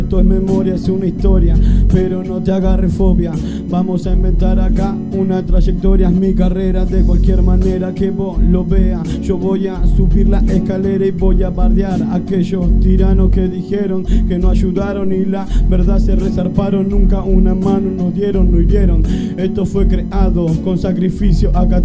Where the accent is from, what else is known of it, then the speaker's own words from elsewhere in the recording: Argentina; Yo no soy de Puerto Rico, soy argentino